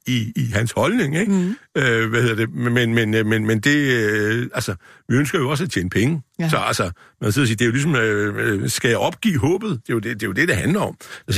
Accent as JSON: {"language": "Danish", "town": "Kolding", "region": "Region of Southern Denmark", "country": "Denmark", "said": "Jeg kommer fra Kolding, ikke?"}